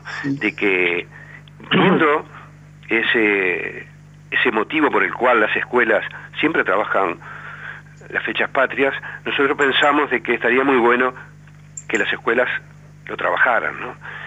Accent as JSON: {"language": "Spanish", "town": "Las Piedras", "region": "Canelones", "country": "Uruguay", "tie": "born or raised there", "said": "Sí, sí, yo soy de Las Piedras, nuestra familia, de toda la vida. Si bien nuestros antepasados son de origen español e italiano, yo nací en Las Piedras, ¿no?"}